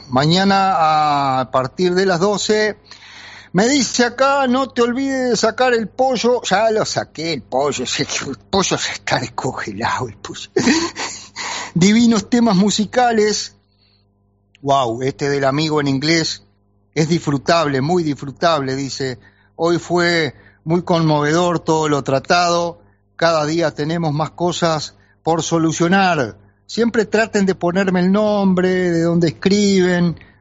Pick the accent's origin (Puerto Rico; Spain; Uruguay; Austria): Uruguay; Santa Lucía, Canelones; Soy de Santa Lucía. Crecí disfrutando el río. También viví algunas crecientes.